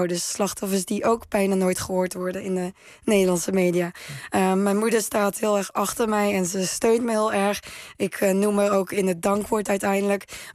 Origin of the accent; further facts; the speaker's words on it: Netherlands; now in China; Hier word ik nooit echt helemaal als Nederlander gezien.